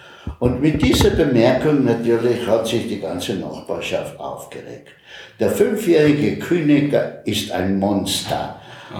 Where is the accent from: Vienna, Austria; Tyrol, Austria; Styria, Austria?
Styria, Austria; Graz; born there; ja, ich bin in Graz geboren, ganz eine lange Zeit vorher schon, natürlich